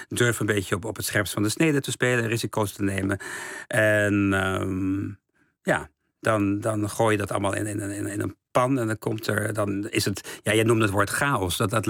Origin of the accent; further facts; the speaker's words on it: het Stift, Overijssel, Netherlands; Gewoon als het Stift, dat prachtige dorpje in Twente waar ik ben opgegroeid.